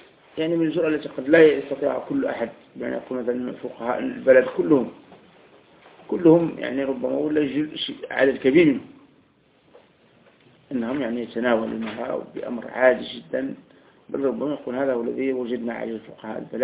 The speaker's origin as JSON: {"language": "Arabic", "country": "Algeria", "said": "وكان حتى عندنا في الجزائر أيضا،"}